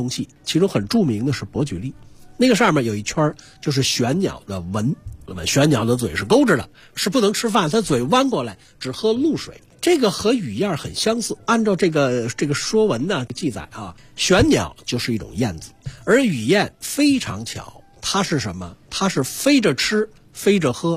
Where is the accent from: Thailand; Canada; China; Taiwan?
China; Beijing